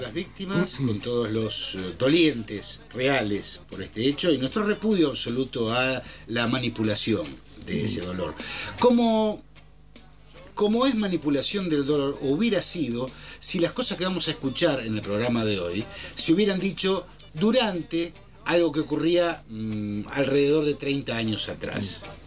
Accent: Argentina; todavía no hemos podido resolver como argentinos

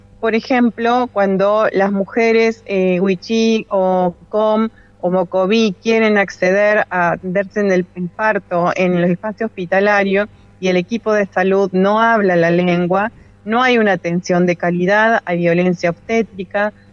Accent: Los Toldos, Buenos Aires Province, Argentina; Nosotros somos de Los Toldos, en la provincia de Buenos Aires, y seguimos siendo mapuches a pesar de la gran distancia que hay entre ustedes y nosotros.

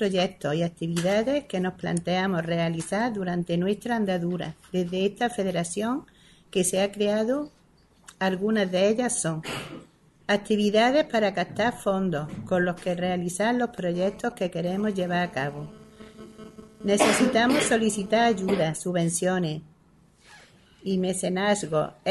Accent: Archidona, Andalusia, Spain; Le doy las gracias por estar aquí en mi pueblo.

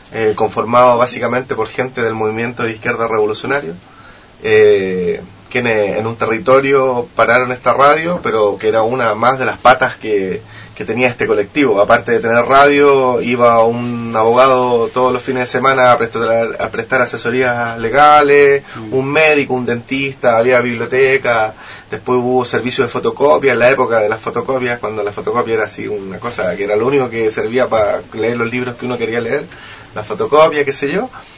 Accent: Valparaíso, Chile; De Valparaíso, a la costa de Mendoza.

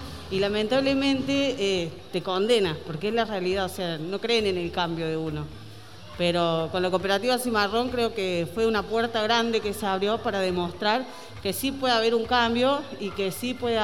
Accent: Córdoba, Argentina; now in Buenos Aires, Argentina; Yo soy de Córdoba, hace 13 años que vivo acá en Buenos Aires.

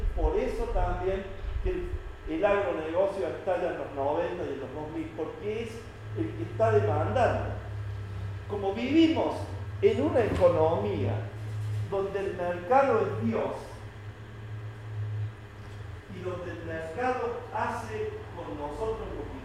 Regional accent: Argentina; cada uno de nosotros como argentinos tenemos anualmente más de 3.000 kilos.

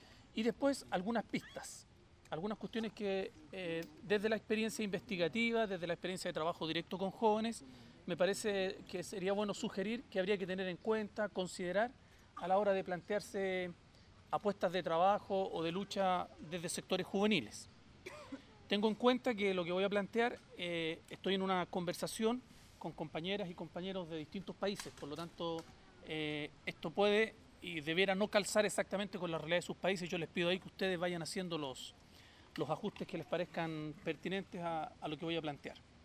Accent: Chile; soy chileno

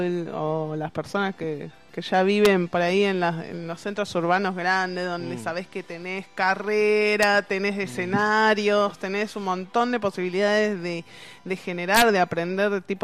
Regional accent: Buenos Aires, Argentina; moved away as an adult; porque yo de eso me fui de Capital por eso mismo, porque me parecía que había demasiado de todo

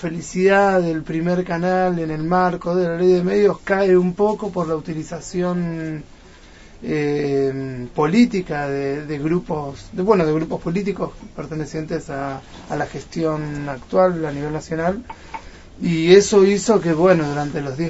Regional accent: Ushuaia, Tierra del Fuego, Argentina; Sí, bueno, llegué hace muy poco, hace en realidad más o menos un mes. Vengo de Ushuaia, de Tierra del Fuego.

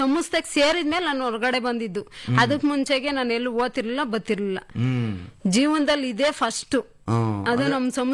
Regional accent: Maknalli, Karnataka, India; now in Manchikenahalli, India; ನಾನು ಓದಿರೋದು 7th. ನಮ್ಮೂರು ಮಾಕ್ನಳ್ಳಿ.

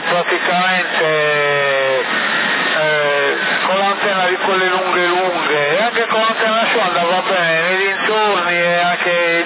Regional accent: Albania; now in Italy; Io non ho fissa dimora, io sono albanese, non ho fissa dimora e non ho casa.

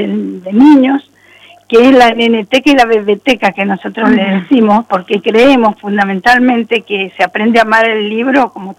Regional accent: Argentina; como argentinos tenemos que nutrir cada vez más

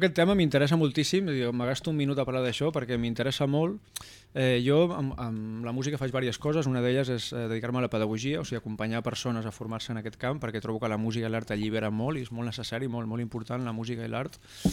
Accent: La Bisbal d'Empordà, Catalonia, Spain; now in Sant Jaume ses Oliveres, Spain; Sempre he tingut molts noms, des de peque, i res, soc de la Bisbal d'Empordà i estic visquent a Sant Jaume ses Oliveres, un poblet molt guai, molt peque i molt bon ambient.

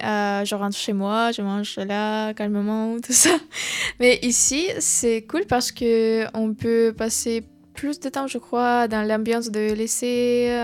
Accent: Ukraine; French is a second language; j'ai voulu terminer mes études en Ukraine et venir ici pour l'université parce que j'ai appris le français

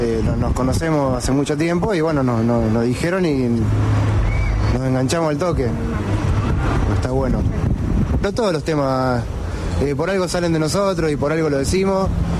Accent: Santa Fe, Argentina; Una banda conformada por gente de pueblos de alrededor de Rosario, pero decimos que somos Rosario porque tenemos como el núcleo de juntada acá, así que decimos que somos Rosario.

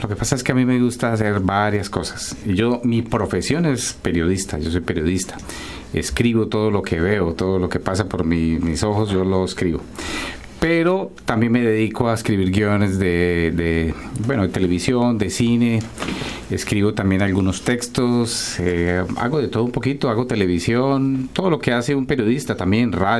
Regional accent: Bogotá, Colombia; also born or lived in Cali / United States; now in Montreal, Canada; yo nací en Cali, Colombia, pero me crié más en Bogotá, en la capital. Pero bueno, pues digamos que soy colombiano porque he viajado por todo el país y todo esto. Después estuve en Estados Unidos, trabajé como periodista y hace 10 años estoy en Canadá.

